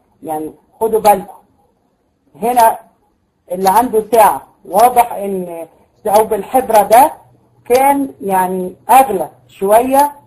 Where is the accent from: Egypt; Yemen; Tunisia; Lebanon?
Tunisia; احنا عندنا في تونس